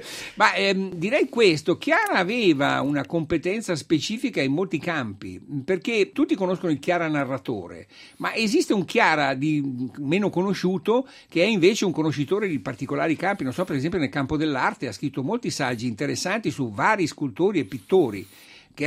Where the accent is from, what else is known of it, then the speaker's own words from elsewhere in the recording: Varese, Lombardy, Italy; io sono di Varese naturalmente.